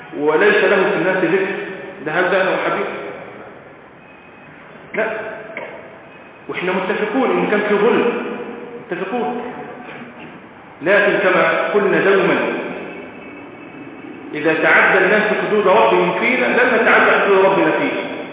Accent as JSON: {"language": "Arabic", "country": "Egypt", "said": "بس ده اللي يحصل عندنا في مصر دلوقتي"}